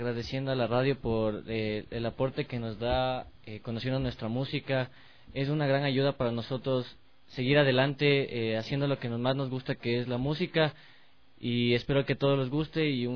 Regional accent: Quito, Pichincha, Ecuador; born there; Yo nací en Quito el 8 de septiembre de 1999.

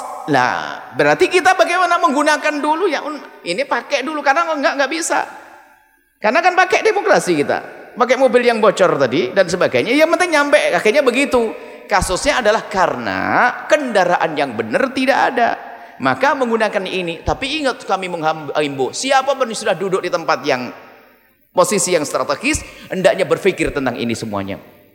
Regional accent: Indonesia; saya sebagai rakyat Indonesia, KTP saya asli Indonesia

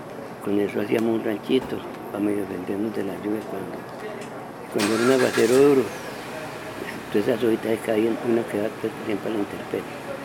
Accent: Medellín, Antioquia, Colombia; Yo nací en Santa Elena, en el municipio de Medellín, en el año 1937. Soy criado aquí con mucho orgullo, mis padres fueron personas humildes

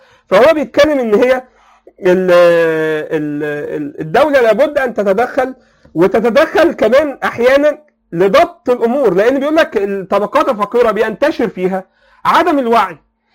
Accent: Egypt; ده بقى حصل بقى بطريقه فاحشه عندنا في مصر،

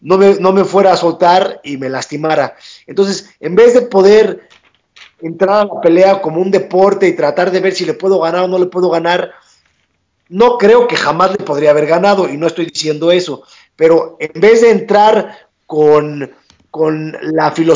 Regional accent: Mexico; para que todos los mexicanos nos apoyemos y que sigamos creciendo el deporte en México

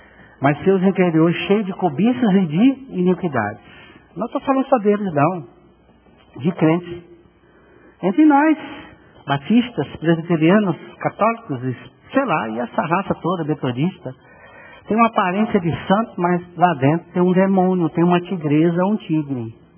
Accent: Bahia, Brazil; E eu sou baiano, né?

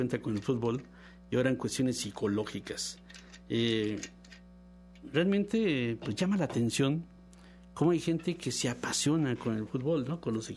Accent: Mexico; Y así como a nosotros, como mexicanos, nos castigan o nos llaman la atención por gritar la palabra

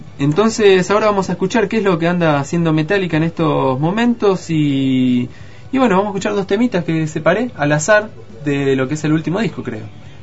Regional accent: Chubut, Argentina; porque soy de Chubut

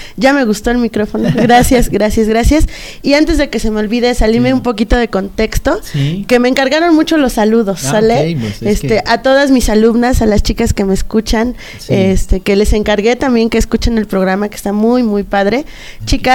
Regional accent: Ozumba, State of Mexico, Mexico; now in Amecameca, Mexico; Vivo aquí en Amecameca, pero no soy originaria de Amecameca, soy originaria de Ozumba.

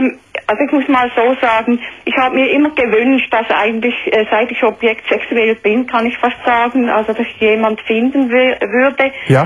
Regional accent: Switzerland; Ja, ich bin eine Schweizerin.

